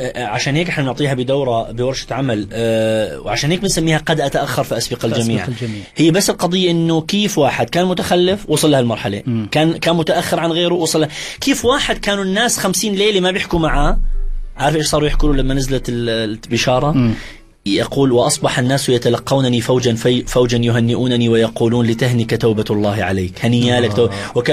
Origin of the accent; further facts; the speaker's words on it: Iraq; وانا كوني عراقي طبعا في الجزيره العربيه انسى الموضوع انت ارهابي